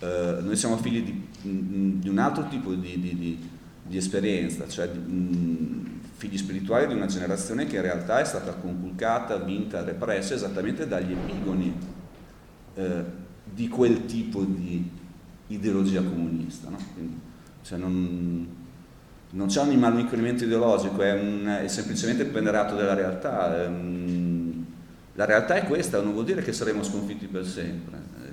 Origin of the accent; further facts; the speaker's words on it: Bologna, Emilia-Romagna, Italy; quindi siamo bolognesi, no?